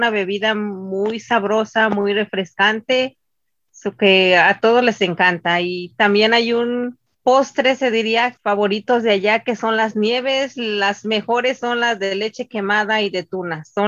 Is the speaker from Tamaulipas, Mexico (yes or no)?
no; Oaxaca, Mexico; Soy del estado de Oaxaca. Soy casada.